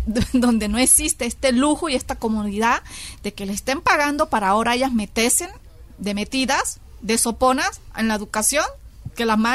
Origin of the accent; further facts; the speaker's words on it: Venezuela; De Venezuela.